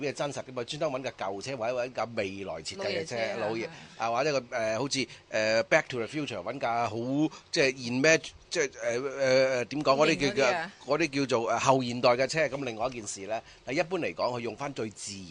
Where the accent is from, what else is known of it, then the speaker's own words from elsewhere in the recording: Macau; 其實第一咧，喺童年喺澳門住嘅時候咧，就唔識英文嘅，更加唔識葡文啦